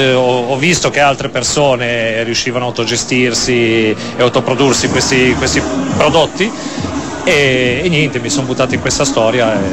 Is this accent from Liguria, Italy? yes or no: yes; Savona, Liguria, Italy; moved away as an adult; now in Milan, Italy; No, io sono ligure, sono di Savona, mi sono trasferito a Milano da 6 o 7 anni.